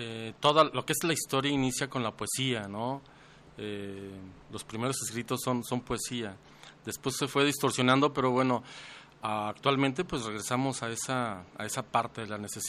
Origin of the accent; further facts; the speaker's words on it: Guadalajara, Jalisco, Mexico; fíjate, soy de Guadalajara. Soy de Guadalajara